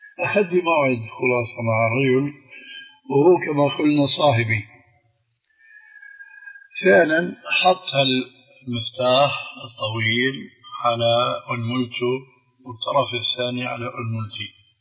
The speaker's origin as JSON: {"language": "Arabic", "town": "Damascus", "region": "Damascus Governorate", "country": "Syria", "said": "هذه كانت تستعمل عندنا في دمشق مش مشان التضليل هذا، وإنما مشان الاستخارة."}